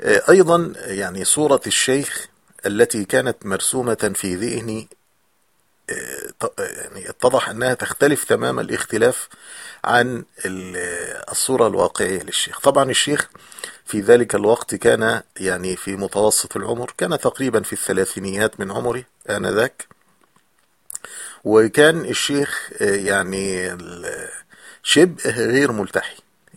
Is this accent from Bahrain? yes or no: no; Egypt; مسجد مثل المساجد المعروفة عندنا في مصر